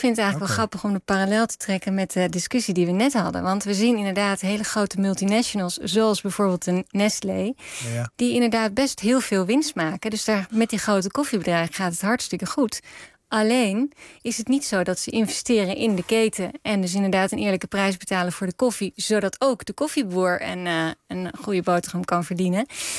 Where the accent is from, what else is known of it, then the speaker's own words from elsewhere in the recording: Netherlands; En als Nederlanders zijn we ook heel erg dol op koffie.